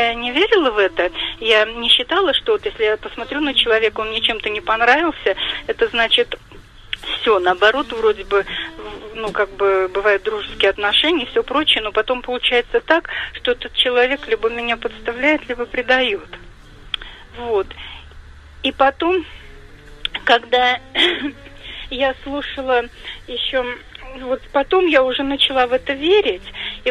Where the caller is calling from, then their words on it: Saratov Oblast, Russia; Я из Саратовской области звоню.